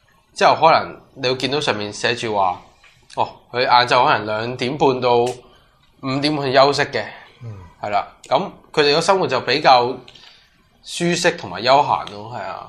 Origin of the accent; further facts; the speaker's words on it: Hong Kong; now in Taiwan; 即係作為一個香港人，你嚟到台灣